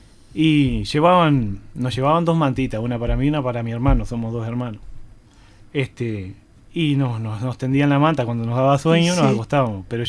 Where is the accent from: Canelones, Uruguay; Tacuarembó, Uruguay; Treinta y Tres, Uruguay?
Treinta y Tres, Uruguay; now in Montevideo, Uruguay; Yo soy de 33, de ciudad. Ciudad de 33, olimareño.